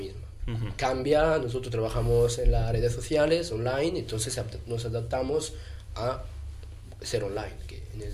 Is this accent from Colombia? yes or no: no; Switzerland; Spanish is a second language; now in Spain; Yo, por ejemplo, soy suizo, no soy español, pero puedo dar aquí me voy adaptando.